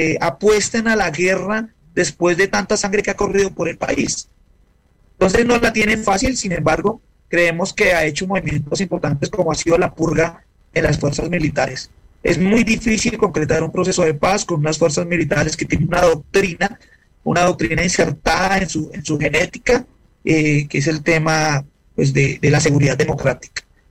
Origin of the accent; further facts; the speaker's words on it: Colombia; Nosotros no podemos permitir como colombianos que nuestro escenario habitual de resistencia, que son las calles